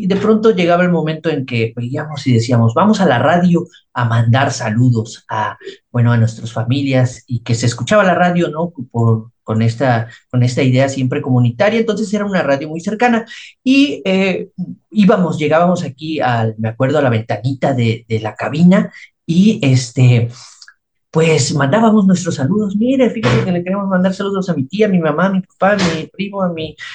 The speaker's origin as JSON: {"language": "Spanish", "town": "Teocelo", "region": "Veracruz", "country": "Mexico", "said": "Mira, yo soy de Teocelo y mi familia es de aquí, toda mi familia es de aquí. Y bueno, yo vivía a la vuelta de la emisora de Radio Teocelo."}